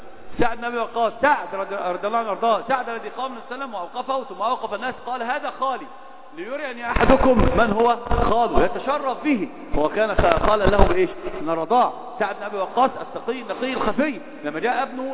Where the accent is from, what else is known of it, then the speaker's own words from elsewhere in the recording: Egypt; تعرف إن أردت عندنا في مصر إيش بيأخلون